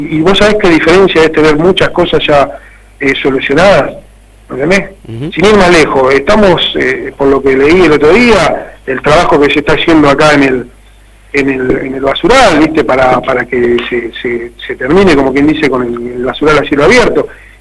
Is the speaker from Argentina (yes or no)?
yes; Cañuelas, Buenos Aires Province, Argentina; nosotros nos afincamos en Cañuelas, vos sos nacido y criado en Cañuelas, yo soy lo mismo